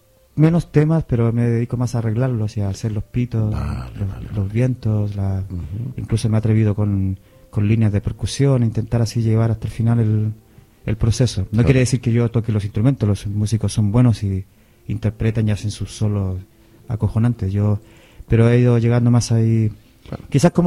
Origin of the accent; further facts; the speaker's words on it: Chile; Yo que soy bien chileno.